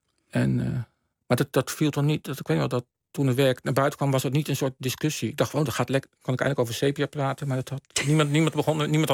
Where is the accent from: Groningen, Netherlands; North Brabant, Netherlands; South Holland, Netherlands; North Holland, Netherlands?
South Holland, Netherlands; Rotterdam; Ik kom uit Rotterdam, dus, en dat was in die tijd was het een fantastisch museum.